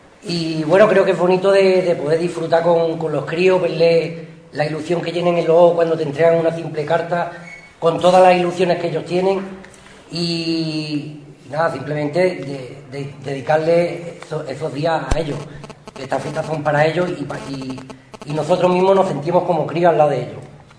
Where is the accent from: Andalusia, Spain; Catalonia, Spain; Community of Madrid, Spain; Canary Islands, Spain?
Andalusia, Spain; Ubrique; soy de Ubrique.